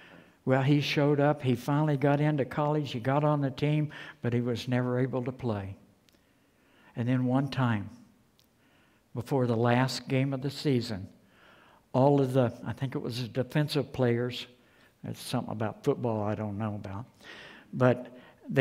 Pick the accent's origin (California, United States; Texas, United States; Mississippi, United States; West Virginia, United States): West Virginia, United States; I'm from West by God, Virginia.